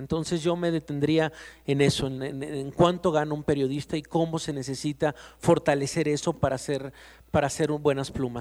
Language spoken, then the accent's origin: Spanish; Poza Rica, Veracruz, Mexico; Yo soy de Poza Rica, Veracruz